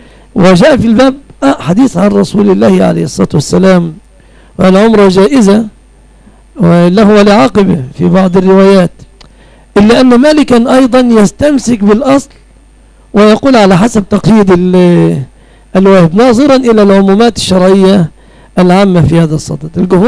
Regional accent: Egypt; أنا كمصريين نفد عليهم أن لا نميز

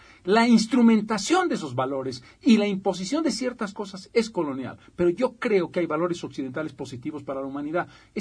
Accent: Bolivia; yo no soy el men de la película, yo soy boliviano.

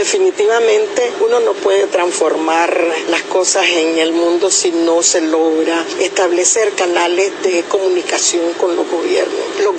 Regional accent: Nicaragua; soy del Movimiento de Mujeres Indígenas a nivel global, pero vengo de Nicaragua

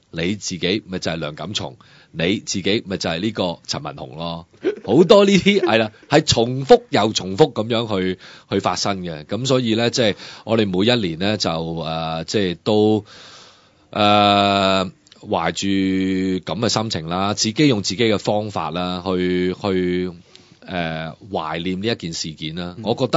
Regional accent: Hong Kong; 好可悲嘅今年睇到嘅就係話，我哋香港人嘅兩代分開咗啦。

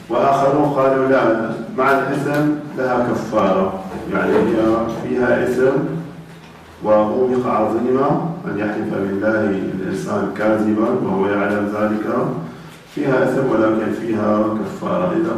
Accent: Syria; هذه الكتب عندنا في سوريا في الأصل ممنوعة

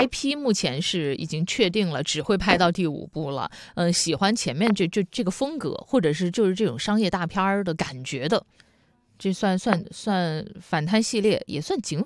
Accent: Wuhan, Hubei, China; 那我作为武汉人，我在外地的时候

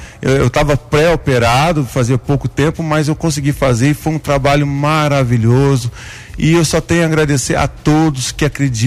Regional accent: Guaranésia, Minas Gerais, Brazil; born there; eu nasci aqui em Guaranésia mesmo, filho

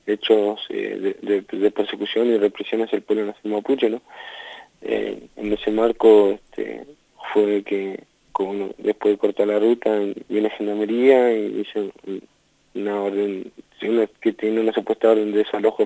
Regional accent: Cushamen, Chubut, Argentina; saludo a toda mi gente mapuche y me presentaba, bueno … vengo de la Pulofa de este departamento de Cusamen, ahí de Cusamen

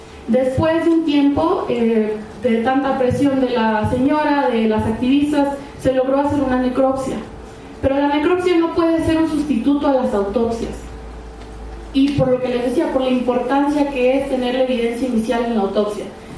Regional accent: United States; accent: gringo; Spanish is a second language; A mí también de repente se me sale el acento gringo, entonces ahí disculparán.

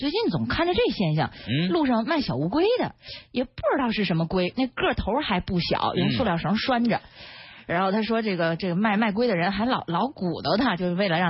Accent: Ulanhot, Inner Mongolia, China; 反正我们老家明天您去是来不及了，您先去植物园吧，我们家在内蒙古呢

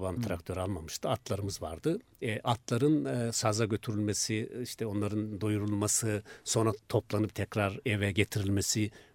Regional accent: Konya, Turkey; Bizim köy tam Konya-Isparta sınırındadır aslında.

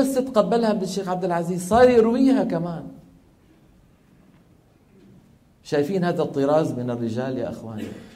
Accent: Damascus, Damascus Governorate, Syria; لما ينزل إلى دمشق اللي هي مدينتي أنا

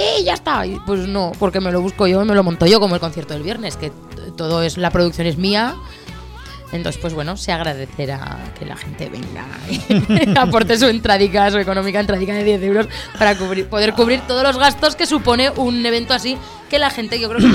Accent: Zaragoza, Aragon, Spain; now in Huesca, Spain; yo soy de Zaragoza, me fui a vivir a Huesca y hago lo que puedo porque me lo muevo todo yo.

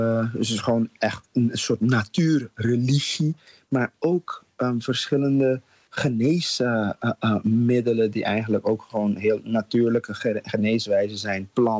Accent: Curaçao; Maar vanuit Curaçao, waar ik vandaan kom, hebben we dat ook.

